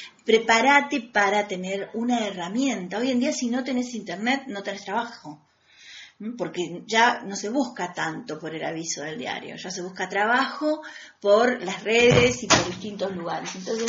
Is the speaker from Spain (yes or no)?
no; Argentina; El ángel del encuentro es lo que nos hace falta a este país como argentinos.